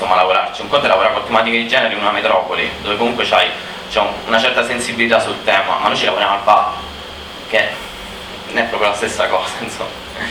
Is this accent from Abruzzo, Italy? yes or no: yes; Abruzzo, Italy; vengo dalla Valle Peligna, Valle Subequana in Abruzzo.